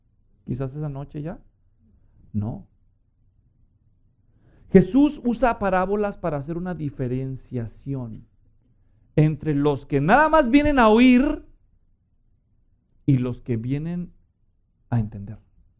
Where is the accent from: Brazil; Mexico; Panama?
Mexico; Guadalajara, Jalisco; yo crecí en Guadalajara, yo soy mexicano y crecí católico. Guadalajara es una gran ciudad, millones de habitantes.